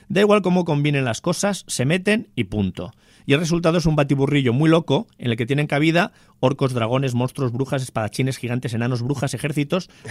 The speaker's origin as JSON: {"language": "Spanish", "town": "San Sebastián", "region": "Basque Country", "country": "Spain", "said": "Recordad que este ser humano que os está hablando viene de Donosti, cargado de títulos."}